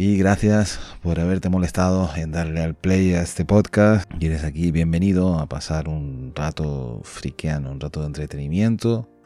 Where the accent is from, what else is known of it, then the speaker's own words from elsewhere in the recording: Canary Islands, Spain; sobre todo para los que somos canarios, como en mi caso, por la S